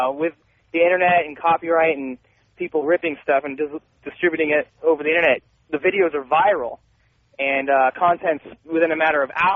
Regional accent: Phoenix, Arizona, United States; I write web applications. I'm from Phoenix

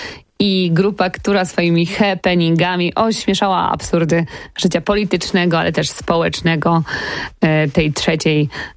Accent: Wrocław, Lower Silesian Voivodeship, Poland; Ja pochodzę z Wrocławia

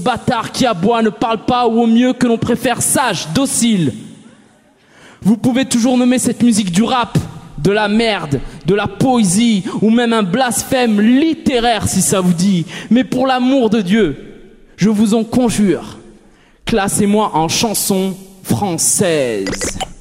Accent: Lyon, Auvergne-Rhône-Alpes, France; Je viens de Lyon mais je vais vers l'universel.

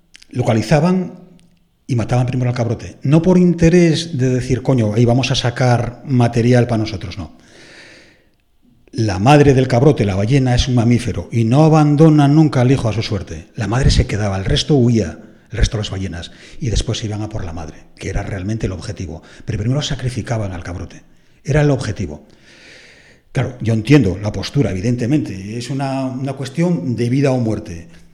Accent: Antromero, Asturias, Spain; Y en el caso de mi pueblo, arrendó a un tal Josef Pérez en el siglo XIV el puerto de Antromero, con sus entradas y salidas.

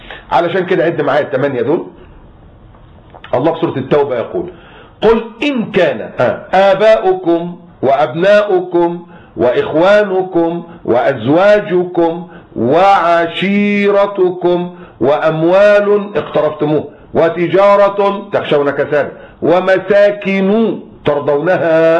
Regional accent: Egypt; انا مصري بس انا مسلم الحمد لله

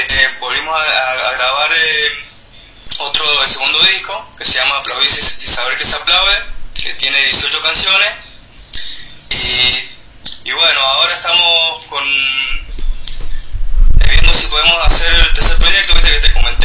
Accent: Rawson, San Juan, Argentina; Somos de San Juan del sur. Del sur de San Juan, del departamento de Rawson.

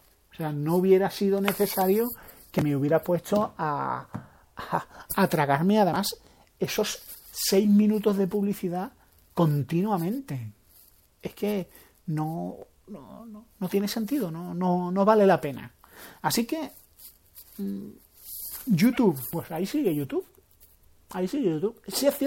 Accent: Spain; como español que soy

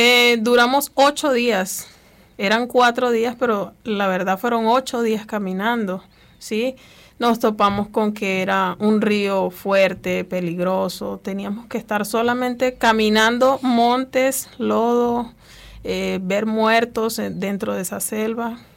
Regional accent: Venezuela; moved away as an adult; yo soy venezolana. Tengo muy poco tiempo de estar acá, aproximadamente unos 2, casi 3 meses ya. Vine con mis 4 hijos.

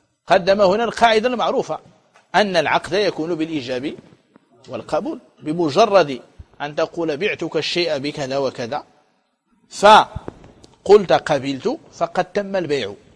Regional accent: Morocco; ولكن في الأندلس وعندنا في المغرب يجفف ييبس ويدخر ويقتات

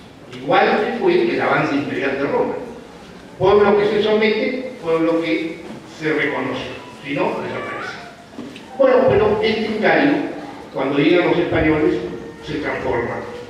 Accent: Peru; Soy un producto peruano, con elementos que se han ido fusionando.

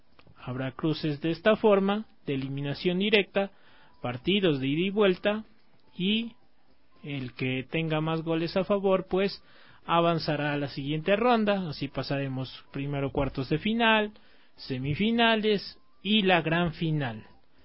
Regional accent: Ecuador; como somos los ecuatorianos

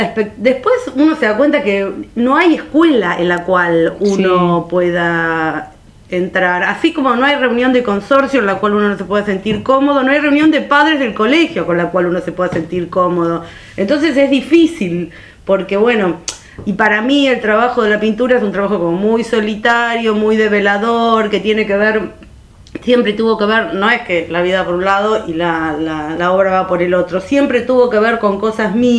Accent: Munro, Buenos Aires Province, Argentina; born there; yo nací en Munro el 1 de mayo de 1962, de una familia con cierta cultura, pero obreros de alguna manera, porque mi mamá es modista, mi papá es carpintero

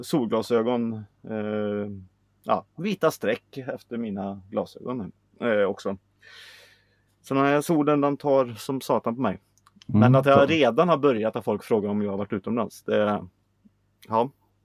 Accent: Sweden; det är vår nu och vi är svenskar, vi ska klaga.

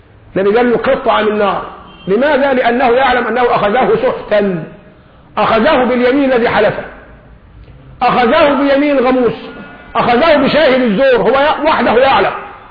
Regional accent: Egypt; لذلك نحن كشعب مصري شعب طيب،

